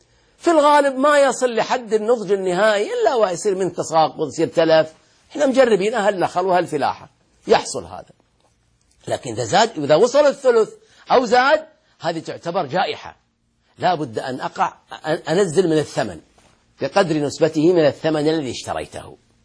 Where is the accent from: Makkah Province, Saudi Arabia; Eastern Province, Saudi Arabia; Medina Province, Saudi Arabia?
Eastern Province, Saudi Arabia; Al-Ahsa; عندنا في الأحساء في الرطب في التمر وكذا